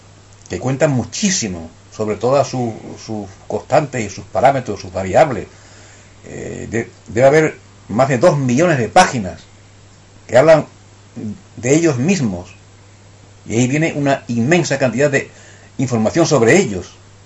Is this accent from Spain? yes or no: yes; Badajoz, Extremadura, Spain; also born or lived in Seville; Pero es que yo me he criado en Badajoz.